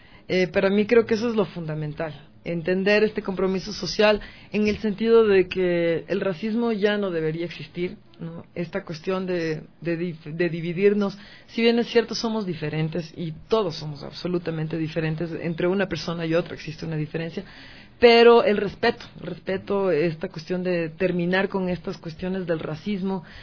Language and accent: Spanish; Quito, Pichincha, Ecuador; born there; yo nací en Quito, pero mi padre es esmeraldeño, ¿no? Entonces toda mi familia es de Esmeraldas